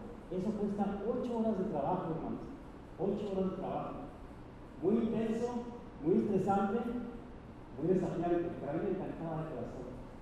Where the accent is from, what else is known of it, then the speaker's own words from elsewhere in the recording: Ciudad Juárez, Chihuahua, Mexico; Porque mi mamá me enseñó de chico en Juárez